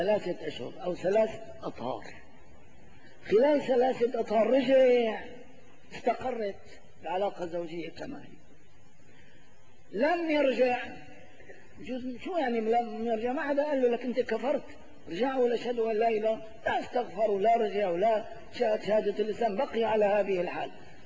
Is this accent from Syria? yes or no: yes; Syria; إلا في بلدتنا سوريا هذه.